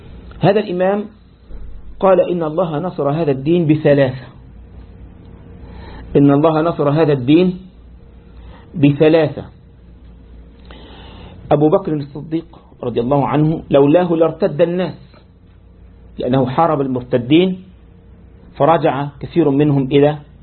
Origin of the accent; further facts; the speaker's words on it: Egypt; يعني عندنا في مصر لما واحد مثلا يغلط